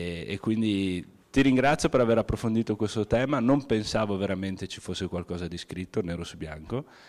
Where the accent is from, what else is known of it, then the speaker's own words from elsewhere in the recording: Bolzano, Trentino-Alto Adige, Italy; born there; Io sono nato a Bolzano, precisamente a Collina Pasquali, proprio in quel posto lì